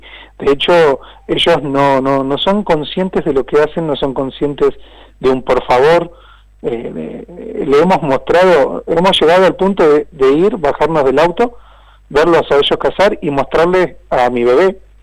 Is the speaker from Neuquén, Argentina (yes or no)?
no; Cañuelas, Buenos Aires Province, Argentina; Y después digo que yo soy de Villa Raciti, yo soy de tal, yo soy del barrio Libertad